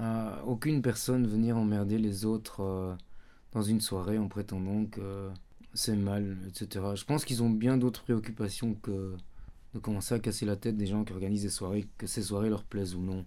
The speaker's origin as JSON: {"language": "French", "country": "France", "lives_now": "Lebanon", "said": "Bon, on est français évidemment"}